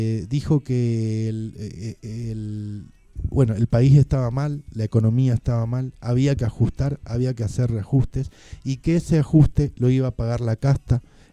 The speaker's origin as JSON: {"language": "Spanish", "country": "Argentina", "said": "tenemos una forma de hacer arte en Argentina que es parte de nuestra esencia como argentinos."}